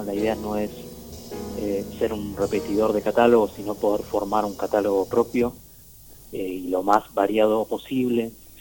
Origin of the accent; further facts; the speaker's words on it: Burzaco, Buenos Aires Province, Argentina; Sí, somos de Bursaco. Yo soy de Bursaco.